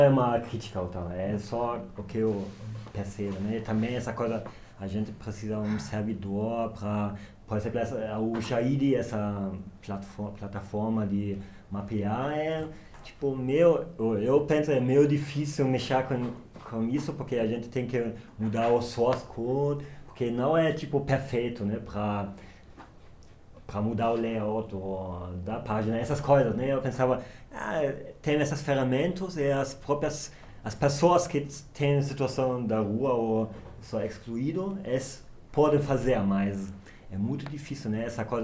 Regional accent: Germany; Portuguese is a second language; now in São Paulo, Brazil; eu sou da Alemanha, então o meu português é meio ruim, né? Então eu estou aqui em São Paulo para fazer a pesquisa para meu mestrado.

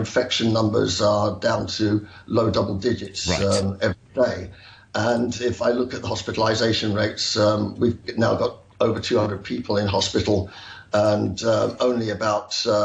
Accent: England, United Kingdom; now in Hong Kong; as an Englishman and with my friends out here

